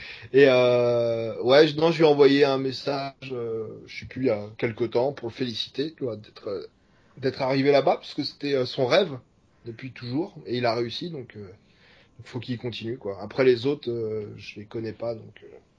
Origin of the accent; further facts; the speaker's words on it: France; Quand on est français, on n'est pas connu aux États-Unis.